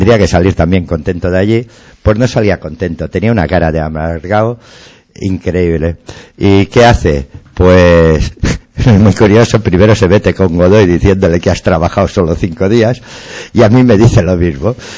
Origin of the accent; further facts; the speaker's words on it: Catalonia, Spain; de barrio somos tú y yo somos del Besós, nos hemos criado con amigos de la mina